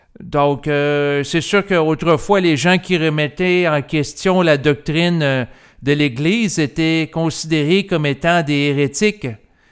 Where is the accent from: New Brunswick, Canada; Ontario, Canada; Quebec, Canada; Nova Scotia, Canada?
Quebec, Canada; que ce soit pour la situation du Québec, étant donné que je suis Québécois